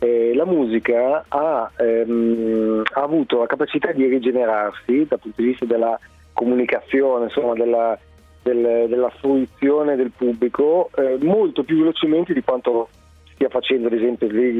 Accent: Alessandria, Piedmont, Italy; Allora, io, mio padre, sono di Alessandria appunto

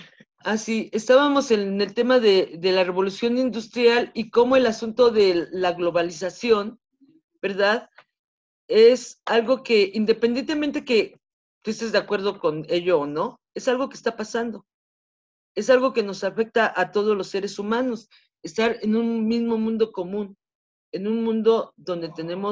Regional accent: Mexico City, Mexico; yo soy del lado de los Pedregales, en la zona de los Pedregales de la Ciudad de México. Estoy acá hasta por el Estadio Azteca. Yo aquí desde mi ventana veo el Estadio Azteca. Entonces estoy muy al

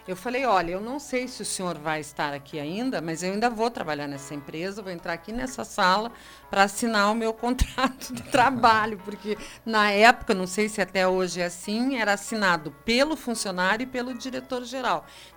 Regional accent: Curitiba, Paraná, Brazil; Então eu nasci produto desse casamento, né? Eu cresci, fiz faculdade, tudo lá em Curitiba.

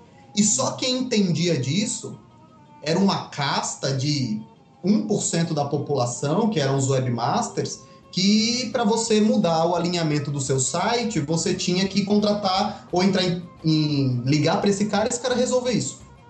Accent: Alagoas, Brazil; Eu sou de Alagoas

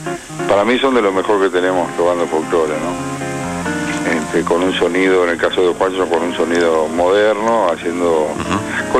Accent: Monte Grande, Buenos Aires Province, Argentina; Yo soy del sur, además, yo soy de Monte Grande.

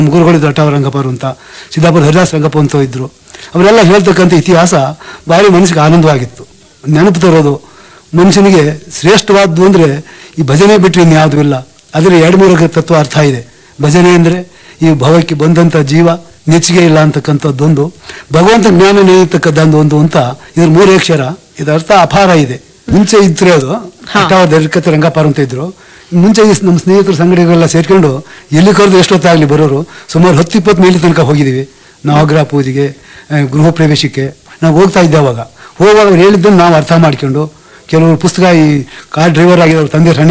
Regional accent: Kattalli, Karnataka, India; ದುದ್ದಾ ಹೋಬಳಿ, ಕಟ್ಟಳ್ಳಿ ಅಂತ.

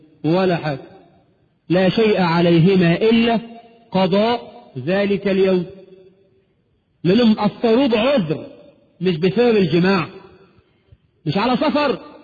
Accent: Egypt; علينا كمصريين

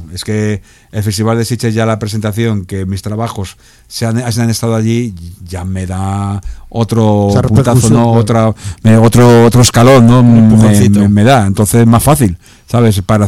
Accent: Villaverde, Community of Madrid, Spain; que nosotros somos curritos, somos de Villaverde y somos humildes, ¿sabes?

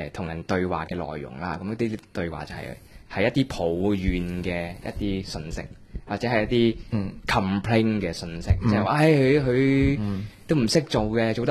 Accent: Hong Kong; 而家香港政府想植入呢啲思想俾我哋香港人咁

